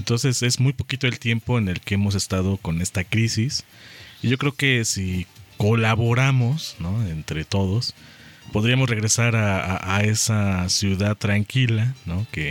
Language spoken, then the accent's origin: Spanish; Puebla, Mexico; si nosotros queremos como poblanos, ¿no?, hacer algo diferente, lo podemos hacer.